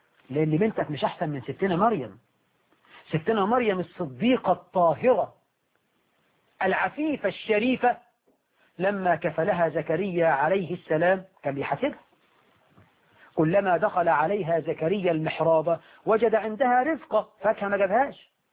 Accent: Egypt; وطيب عندنا في عرفنا كمصريين

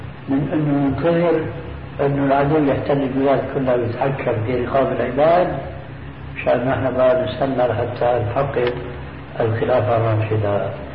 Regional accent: Damascus, Damascus Governorate, Syria; دمشقي آمين. فأنا زرت القدس

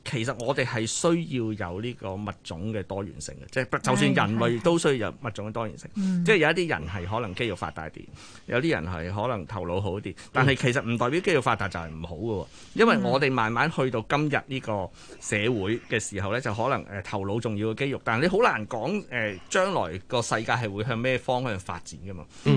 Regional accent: Fujian, China; 因為福建人周圍去啦，即係我是福建人，即係航海周圍去噶嘛

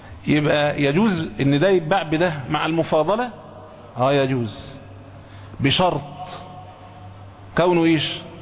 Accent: Egypt; احنا عندنا في مصر هنا ممكن التمر ما يبقاش قوت

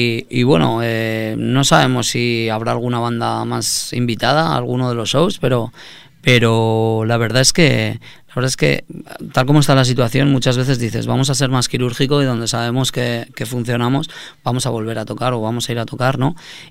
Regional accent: Teruel, Aragon, Spain; soy de Teruel, tal, somos de Teruel

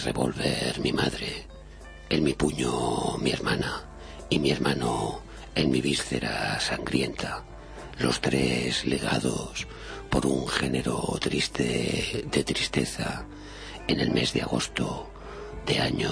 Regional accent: Zaragoza, Aragon, Spain; que yo soy de Zaragoza

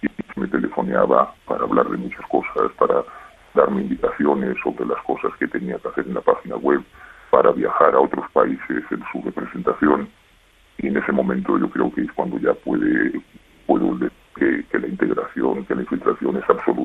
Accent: Spain; yo creo que es algo que a mí me avergüenza como español

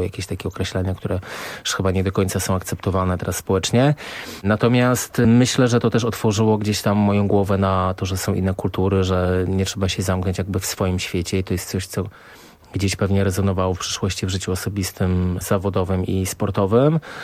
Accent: Warsaw, Masovian Voivodeship, Poland; bo jesteśmy z Bielany, jakby tam mieliśmy mieszkanie, więc tam się wychowałem

